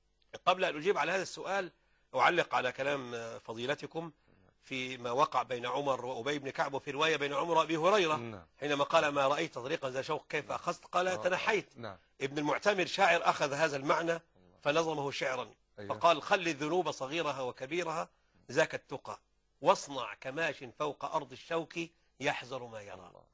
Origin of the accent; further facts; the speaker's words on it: Upper Egypt, Egypt; لا هو خدها يعني اتجوزها عندنا في الصعيد